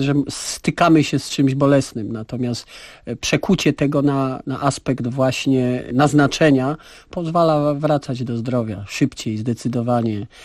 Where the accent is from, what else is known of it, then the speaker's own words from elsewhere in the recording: Kraków, Lesser Poland, Poland; wychowałem się w biednej dzielnicy w Nowej Hucie, w fatalnym czasie politycznym